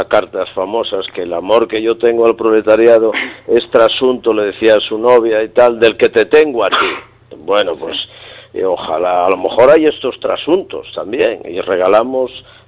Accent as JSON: {"language": "Spanish", "region": "Castile", "country": "Spain", "said": "como dicen en mi tierra, en Castilla."}